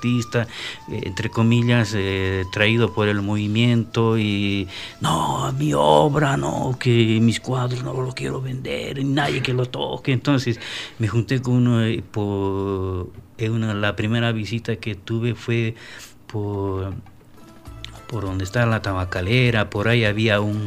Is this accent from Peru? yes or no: yes; Juliaca, Puno, Peru; Y ahora es todo un boom musical, ¿no? En mi tierra, Juliaca. Entonces yo parto de esa tradición, ¿no?